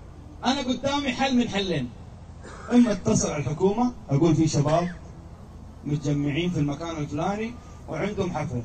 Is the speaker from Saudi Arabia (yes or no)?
yes; Jeddah, Makkah Province, Saudi Arabia; عندنا في جدة منطقة اسمها أبحر على البحر